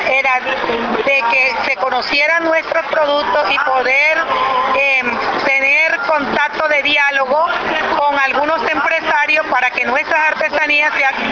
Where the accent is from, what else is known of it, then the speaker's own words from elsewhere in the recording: La Guajira, Colombia; soy del departamento de La Guajira en la República de Colombia.